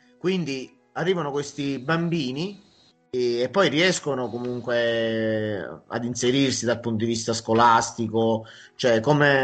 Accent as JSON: {"language": "Italian", "region": "Campania", "country": "Italy", "said": "anche in provincia di Avellino, dove io sono, da cui io provengo, dall'Irpinia"}